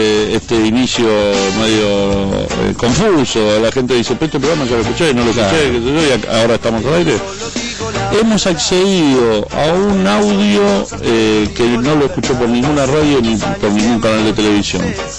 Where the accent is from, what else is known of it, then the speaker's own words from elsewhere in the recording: Buenos Aires, Argentina; primero soy el único porteño de los aquí presentes, claro, así que conozco los secretos de esta ciudad